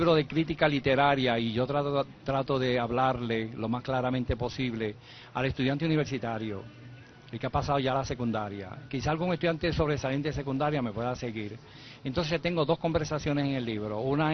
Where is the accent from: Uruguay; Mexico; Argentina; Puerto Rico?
Puerto Rico; Para mí como puertorriqueño pues es un honor